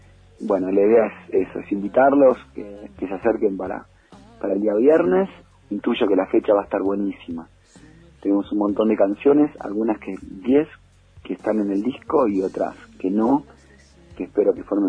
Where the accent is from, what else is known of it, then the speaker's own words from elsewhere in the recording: Rosario, Santa Fe, Argentina; born there; now in Bariloche, Argentina; soy músico, compositor, vivo en Bariloche hace mucho tiempo, y también hace mucho más tiempo nací en Rosario.